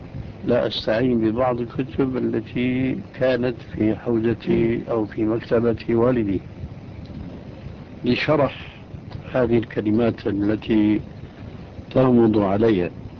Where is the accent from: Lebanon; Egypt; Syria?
Syria; كان عندنا في سوريا ريش للكتابة